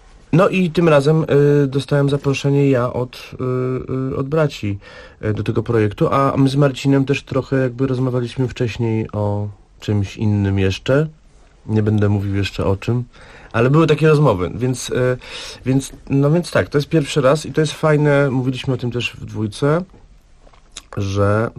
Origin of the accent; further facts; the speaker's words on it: Bytom, Silesian Voivodeship, Poland; Ja jestem z Bytomia, wy jesteście z Sosnowca.